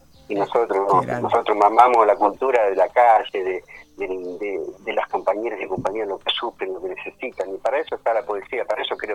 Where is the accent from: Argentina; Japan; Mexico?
Argentina; Almirante Brown, Buenos Aires Province; Yo nací en Capital, desgraciadamente digo a veces, pero me crié, viste, nací acá en Almirante Brown, digamos, prácticamente en Encalzada, estuve en Mármol, y hace 60 años que vivo acá en Claypole.